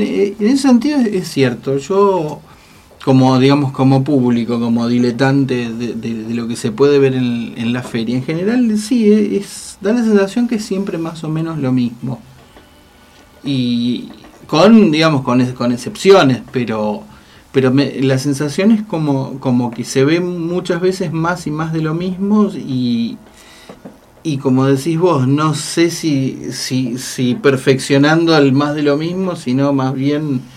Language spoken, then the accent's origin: Spanish; Pampas, Argentina; una interna en mi pueblo, así la Pampa Húmeda.